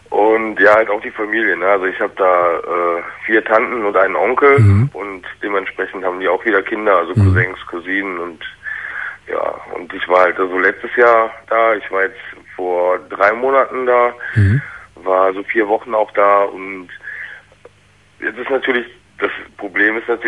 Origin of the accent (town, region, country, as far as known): Germany; born or raised there; also born or lived in Turkey